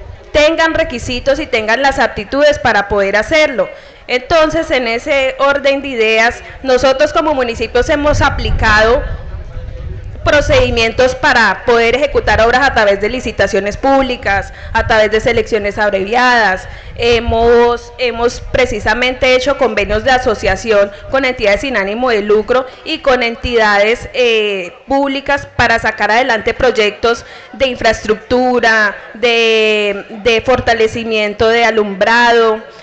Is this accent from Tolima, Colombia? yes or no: yes; Fresno, Tolima, Colombia; now in Flandes, Colombia; Mire, yo soy de Fresno, Tolima, pero yo estoy aquí trabajando